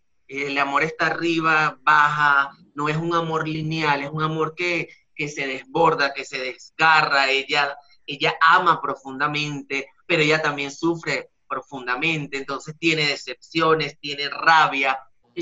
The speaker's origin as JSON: {"language": "Spanish", "country": "Venezuela", "moved": "as an adult", "said": "soy un artista venezolano, justamente en este mes de junio cumplo 3 años en el país"}